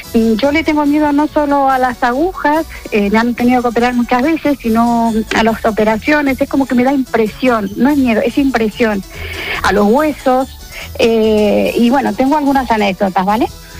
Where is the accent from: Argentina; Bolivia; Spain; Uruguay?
Argentina; yo soy de Argentina